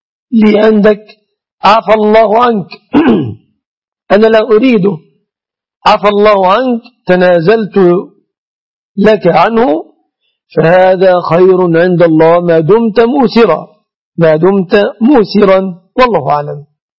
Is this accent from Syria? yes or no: no; Egypt; عندنا في مصر هنا